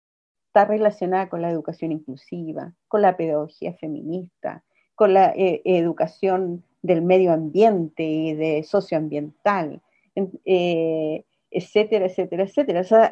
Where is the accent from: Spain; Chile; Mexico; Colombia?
Chile; otros temas que nos significó nosotros como chilenos